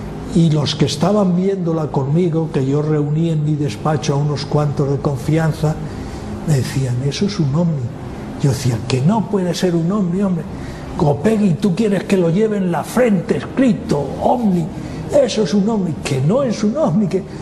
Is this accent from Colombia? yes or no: no; Spain; Oye, ¿cómo hablas tan mal inglés? Y yo, es que soy español.